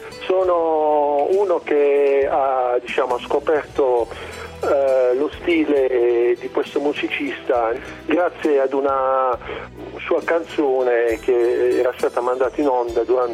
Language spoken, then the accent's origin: Italian; Apulia, Italy; Io sono della provincia di Bari.